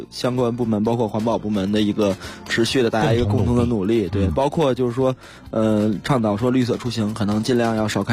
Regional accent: Beijing, China; 因为我小的时候就住在首钢的厂宅，就是印象比较深刻。

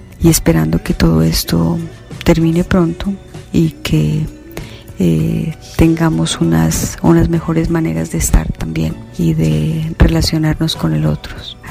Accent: Colombia; moved away as an adult; now in United States; Soy colombiana y me encuentro en Estados Unidos.

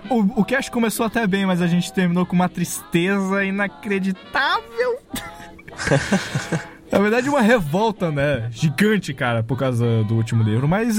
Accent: Acre, Brazil; eu sou o imaginário que sou do Acre lá.

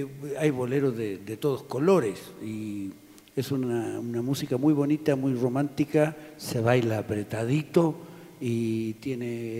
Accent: Chile; moved away as an adult; now in Ecuador; soy un chileno que llegó aquí en enero del 76, así que son muchos años los que ya llevo en este hermoso Ecuador

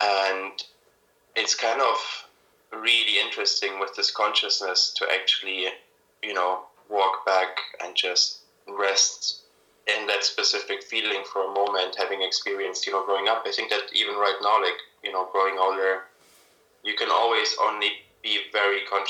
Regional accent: Munich, Bavaria, Germany; And I grew up in Germany, in Munich, which is a really safe city.

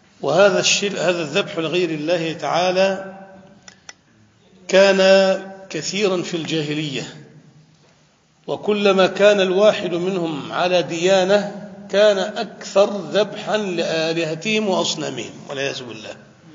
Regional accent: Damietta, Damietta Governorate, Egypt; عندنا في دمياط مثلا أهل بحر

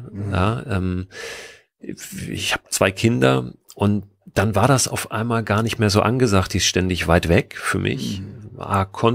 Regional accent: Berlin, Germany; born there; Ich bin in der Tat auch in West-Berlin geboren. Also ich habe meine ersten 4 Lebensjahre in der Ecke Zehlendorf, Grunewald da verbracht.

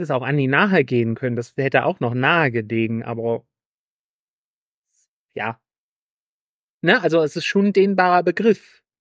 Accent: North Rhine-Westphalia, Germany; Nee, weil ich komme ja aus NRW. Wir hatten keine Pfingstferien.

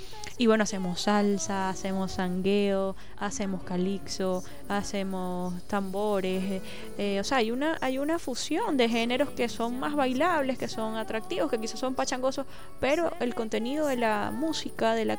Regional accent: Cumanacoa, Sucre, Venezuela; also born or lived in Margarita Island; Yo estando en Cumanacoa, en mi pueblo, como te digo, adoro muchísimo, crecí allá, fui me mudé a la isla de Margarita. Entonces, como que siempre estuve buscando espacios. De Cumanacoa fui a Cumaná, que era la capital.

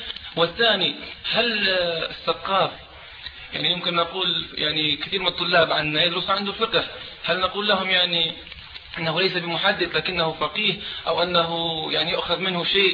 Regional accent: Libya; أنا طالب ليبي هنا في الشريعة

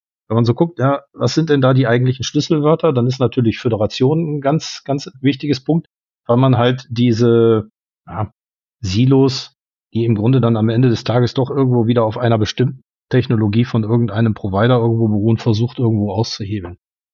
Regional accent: Germany; now in Luxembourg; ich komme aus Luxemburg. Der fehlende Luxemburger Akzent, das liegt höchstwahrscheinlich daran, dass ich erst seit 20 Jahren hier bin und eigentlich auch aus Deutschland komme.

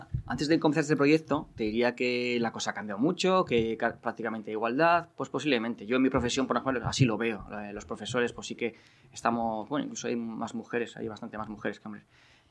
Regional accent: Barakaldo, Basque Country, Spain; Pero es que los que somos de Baracaldo nos cuesta irnos.

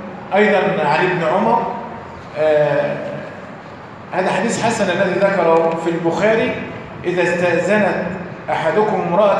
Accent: Egypt; واحنا عندنا كمصريين يبدا يتنحنح يدبدب في الارض

